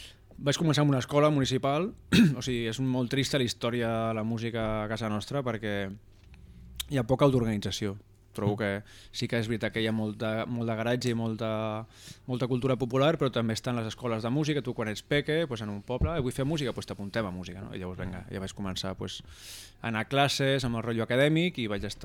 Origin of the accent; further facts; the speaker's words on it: La Bisbal d'Empordà, Catalonia, Spain; now in Sant Jaume ses Oliveres, Spain; Sempre he tingut molts noms, des de peque, i res, soc de la Bisbal d'Empordà i estic visquent a Sant Jaume ses Oliveres, un poblet molt guai, molt peque i molt bon ambient.